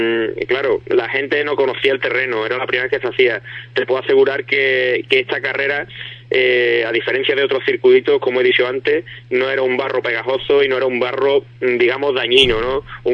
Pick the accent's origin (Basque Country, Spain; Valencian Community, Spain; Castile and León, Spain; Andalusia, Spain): Andalusia, Spain; Ubrique; he conseguido que en mi pueblo haya un circuito de rally